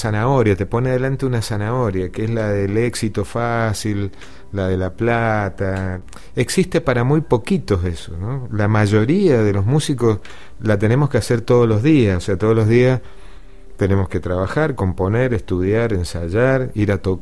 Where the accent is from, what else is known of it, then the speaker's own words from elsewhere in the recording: Mendoza, Argentina; la fiesta que nos representa como mendocinos a nivel nacional y a nivel mundial, cosa que antes los músicos mendocinos no estábamos en esa fiesta